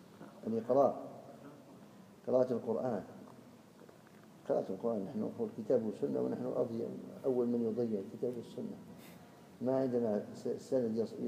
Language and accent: Arabic; Algeria; وإن كان فيه عادة مضطردة عندنا في الجزائر